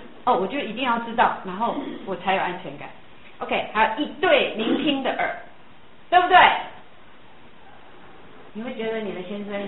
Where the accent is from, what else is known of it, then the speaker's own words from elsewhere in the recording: Taiwan; 我们台湾人说爱不叫爱，叫疼。